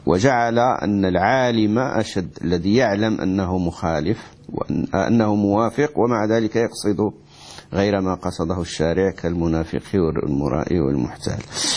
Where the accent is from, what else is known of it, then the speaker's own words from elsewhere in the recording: Morocco; عندنا في المغرب ناس يسافرون في رمضان ليفطروا